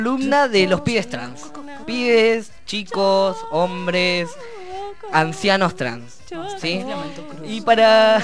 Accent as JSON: {"language": "Spanish", "region": "Neuquén", "country": "Argentina", "said": "Yo vengo del Neuquén, como ya se los comenté"}